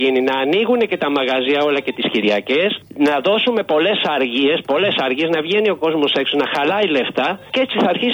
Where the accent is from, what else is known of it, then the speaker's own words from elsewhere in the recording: Argentina; Greek is a second language; now in Greece; Ήθελα να σου πω μια λεπτομέρεια που έμαθα χθες για την πατρίδα μου την Αργεντινή.